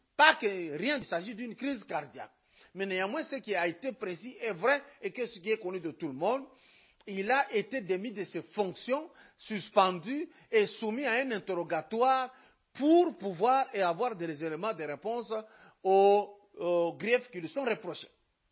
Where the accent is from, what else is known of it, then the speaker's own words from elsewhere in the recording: Lubumbashi, Haut-Katanga, DR Congo; Moi, je suis de Lubumbashi.